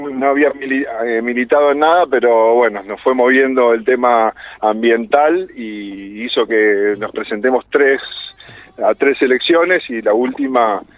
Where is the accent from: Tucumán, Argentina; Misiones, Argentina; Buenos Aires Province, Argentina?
Buenos Aires Province, Argentina; Tortuguitas; moved away; Yo soy de Tortuguitas, que es un pueblo que está en provincia de Buenos Aires, y estoy viviendo acá, después de viajar bastante, me radiqué acá en el Valle de Calamuchita hace 16 años.